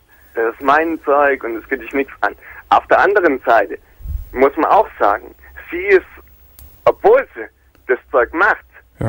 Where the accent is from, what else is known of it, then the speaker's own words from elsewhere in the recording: Plauen, Saxony, Germany; wir sind alle in der DDR aufgewachsen. Mhm. Das ist hier Grenzgebiet Plauen.